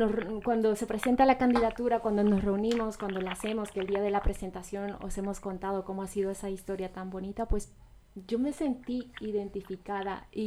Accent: Bolivia; Yo tengo tres nombres, como boliviana, boliviana

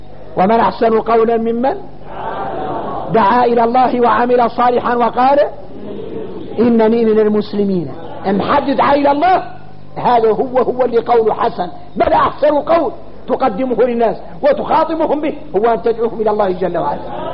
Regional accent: Mauritania; نحن موريتاني

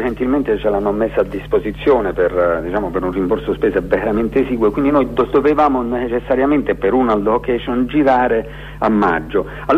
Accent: Abruzzo, Italy; accent: Abruzzese; io ho sempre avuto un rapporto idiosincratico con il mio dialetto, cioè il dialetto abruzzese

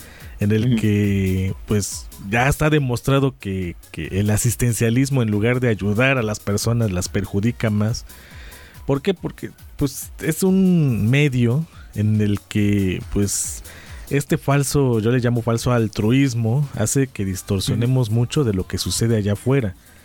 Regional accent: Puebla, Mexico; No tiene ni idea lo que necesitamos como poblanos.

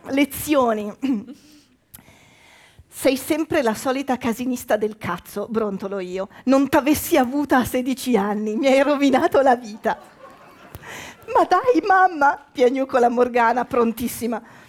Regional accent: Milan, Lombardy, Italy; born there; now in Turin, Italy; Io sono mezza milanese, mezza veneta, mezza è impossibile. Comunque sono mezza veneta, mezza emiliana, nata a Milano, trapiantata a Torino, non c'è una vocale che io azzecchi

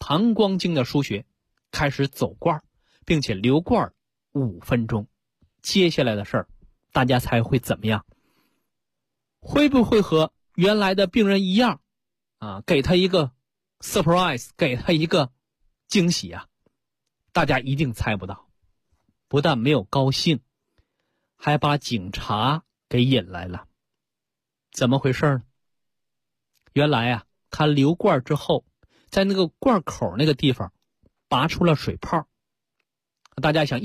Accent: China; 作为我们中国人来讲啊

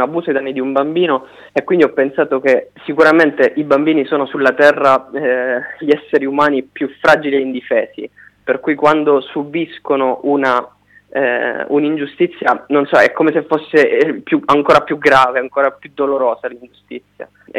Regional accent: Catania, Sicily, Italy; now in Milan, Italy; Io da qualche anno vivo a Milano, però avevo letto dal Giornale della Sicilia, come hai detto tu, sono catanese

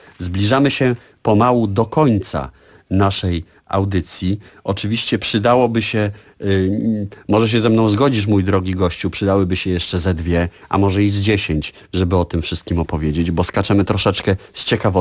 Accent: Warsaw, Masovian Voivodeship, Poland; opowiedzieć troszkę o odrodzeniu Warszawy, mojego rodzinnego miasta

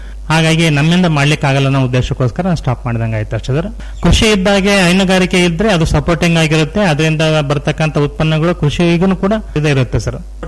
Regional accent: Honnamaradi, Karnataka, India; ನಾನು 92ಕ್ಕೆ ನಮ್ಮ ಹೊನ್ನಮರಡಿ ಗ್ರಾಮಕ್ಕೆ ಬಂದೆ. ಅದಕ್ಕಿಂತ ಮುಂಚೆ ನೌಕರಿ ಮಾಡ್ತಾ ಇದ್ದೆ.

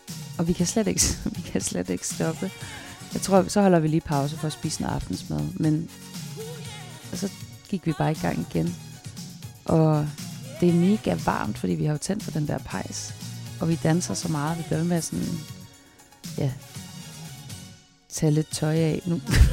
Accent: Zealand, Denmark; now in Copenhagen, Denmark; jeg kommer fra Falster, hvor jeg har gået gymnasiet og boede også alene i en periode, arbejdet og bare havde sabbatår. Besluttede mig for at flytte til København

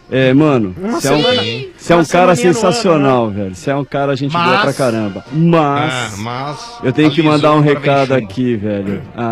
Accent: Santo André, São Paulo, Brazil; Eu sou católico praticante. Mandar um abraço pro pessoal da paróquia onde eu participo lá, em Santo André, que eu sou de Santo André.

